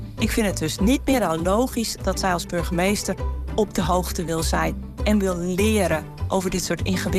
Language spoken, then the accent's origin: Dutch; Utrecht, Netherlands; ik kom uit Utrecht.